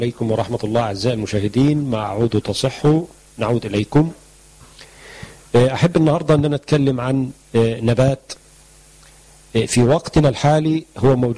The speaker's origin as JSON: {"language": "Arabic", "country": "Egypt", "said": "معروف عندنا في مصر بأن هو الجلوين"}